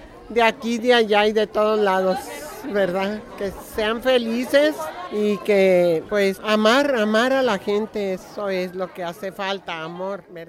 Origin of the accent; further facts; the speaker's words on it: Torreón, Coahuila, Mexico; vengo de Torreón, Coahuila